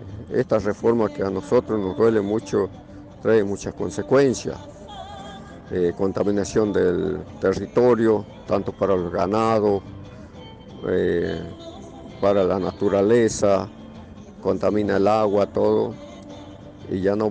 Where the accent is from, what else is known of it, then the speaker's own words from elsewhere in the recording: Tilcara, Jujuy, Argentina; Soy de Tilcara.